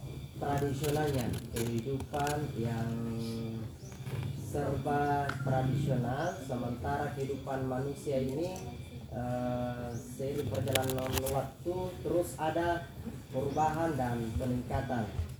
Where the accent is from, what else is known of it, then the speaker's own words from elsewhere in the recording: Tanah Toa, South Sulawesi, Indonesia; jadi kalau di desa kami itu desa Tanah Toa 90% di pertanian.